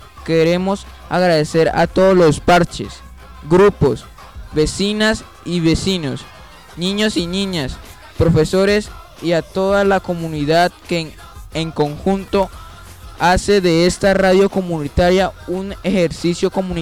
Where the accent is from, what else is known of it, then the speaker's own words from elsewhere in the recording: Venezuela; Vengo de Venezuela, tengo 14 años